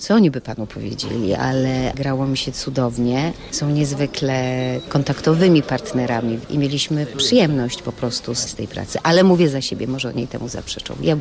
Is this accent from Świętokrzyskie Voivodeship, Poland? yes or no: no; Kraków, Lesser Poland, Poland; Ja jestem aktorka prowincjonalna, bo jestem z Krakowa